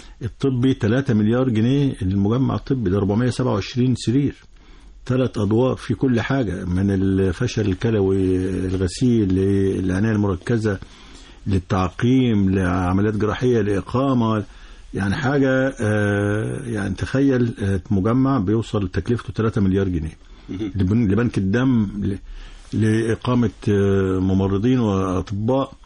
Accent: Egypt; وكل يعني اللي نقدر كمصريين نقدمه للمحافظات الثلاثه

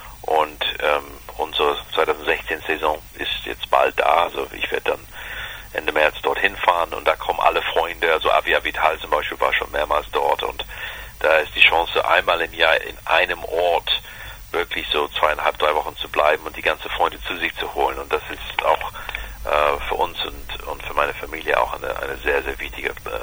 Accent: London, United Kingdom; ich bin groß geworden in London mit dem Original House of Cards.

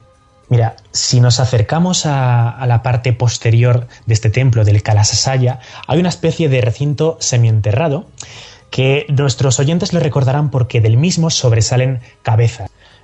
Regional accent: Spain; mire, yo soy un chico español

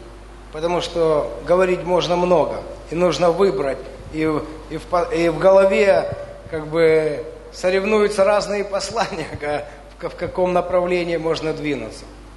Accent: Dnipro, Dnipropetrovsk Oblast, Ukraine; Потому что когда мы были, кто-то, мы из Днепра, все, да.

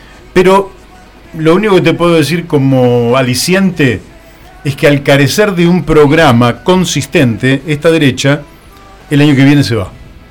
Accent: Argentina; por qué nos beneficia como argentinos y como nación

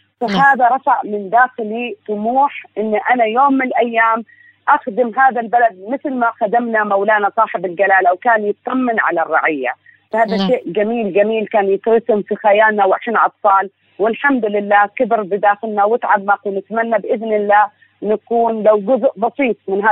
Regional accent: Oman; أعشق أن أنا أشوف نجاحات شبابية تمثلني أنا كعمانية

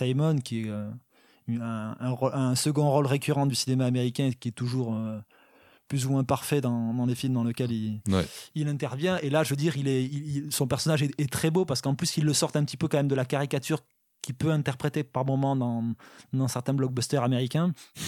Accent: Southern France, France; je viens du sud de la France, c'est ça le truc

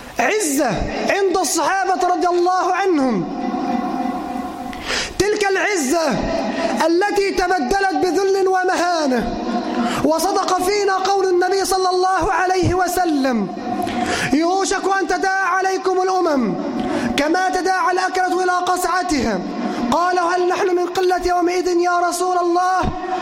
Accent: Egypt; اللهم اجعل بلدنا مصر أمنا أمانا، سخاء رخاء وسائر بلاد

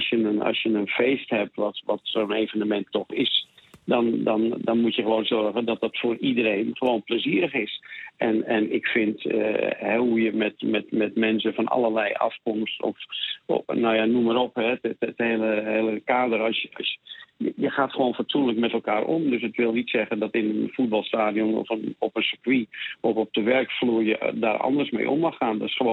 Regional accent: Netherlands; Het is natuurlijk iets dat ik meer als Nederlander ervaar

